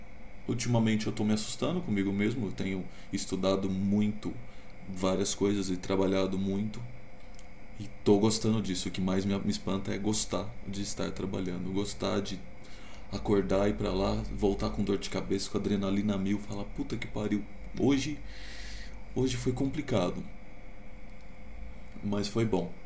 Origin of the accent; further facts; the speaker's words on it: Ribeirão Preto, São Paulo, Brazil; also born or lived in Rondônia; now in Campinas, Brazil; Eu não sou daqui, de Campinas, que é onde eu estou morando agora. Eu sou de Rondônia, nasci lá. Logo pequeno fui morar em Ribeirão Preto com a minha avó